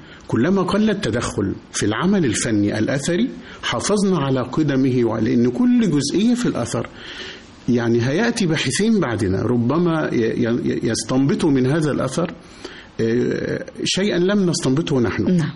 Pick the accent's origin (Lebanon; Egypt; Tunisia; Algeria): Egypt; لو عندنا اثر زي مسافر خانة عندنا في مصر تم حركه تماما